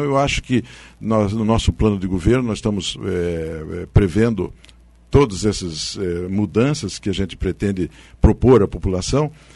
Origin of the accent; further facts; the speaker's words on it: Paraná, Brazil; a gente como paranaense não consegue entender como um estado rico como o nosso